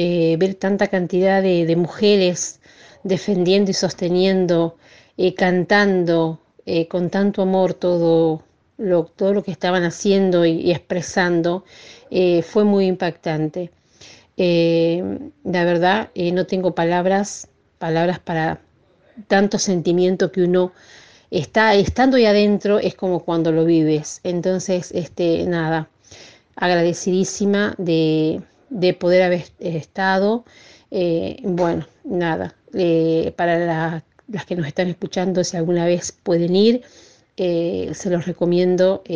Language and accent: Spanish; Uriburu, La Pampa, Argentina; soy de Uriburu y bueno, participé en este encuentro de mujeres.